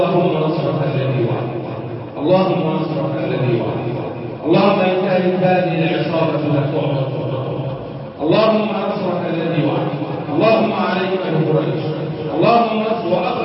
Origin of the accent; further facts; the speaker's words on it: Egypt; اللهم احفظ بلدنا مصر